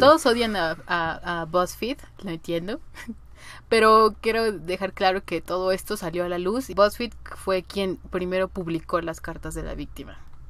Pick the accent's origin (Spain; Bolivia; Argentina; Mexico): Mexico; quizás como mexicanos no tenemos esto porque somos mexicanos